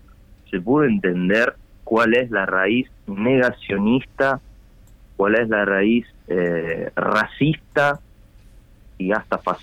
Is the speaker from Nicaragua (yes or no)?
no; Italy; Spanish is a second language; moved away as an adult; now in Uruguay; yo por ejemplo vivo en Uruguay hace 6 años, pero soy italiano, me crié en Italia